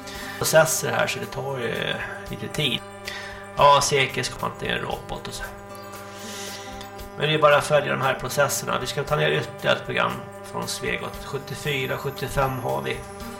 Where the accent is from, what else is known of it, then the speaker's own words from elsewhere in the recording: Sweden; jag kommer ju från Vallsta och Märsta där, så det är lite skillnad och så